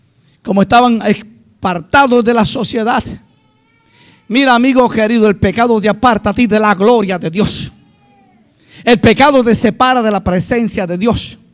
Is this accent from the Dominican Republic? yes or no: yes; Dominican Republic; Somos dominicanos.